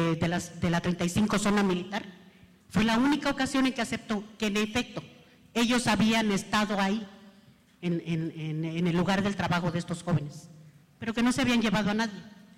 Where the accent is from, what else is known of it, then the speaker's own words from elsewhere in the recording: Iguala, Guerrero, Mexico; Iguala, nosotros venimos de Iguala, Iguala Guerrero, cuna de la independencia. En ese lugar, nosotros somos muy noctámbulos, dormimos muy noche, la gente se duerme muy tarde.